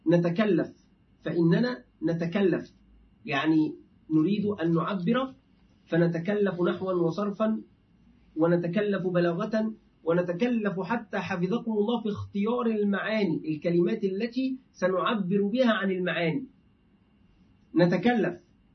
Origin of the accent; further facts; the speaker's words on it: Egypt; أهل مرسى مطروح عندنا في مصر